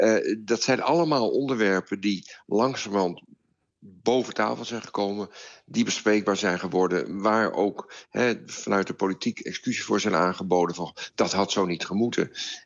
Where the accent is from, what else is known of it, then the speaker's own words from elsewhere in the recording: Netherlands; Dat ik mag trots zijn op Rembrandt als Nederlander.